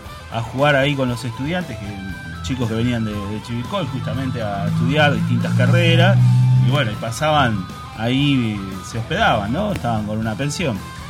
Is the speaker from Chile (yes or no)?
no; La Plata, Buenos Aires Province, Argentina; also born or lived in Hudson; yo vivía en La Plata. Yo nací en el 71, viví en La Plata hasta el 70 y... 78 creo que fue. El 77. En el 77 me mudé a Hudson.